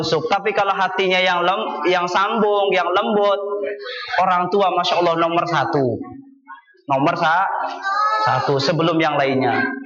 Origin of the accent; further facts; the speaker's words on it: West Java, Indonesia; Saya itu orang Sunda, enggak ngerti tiker.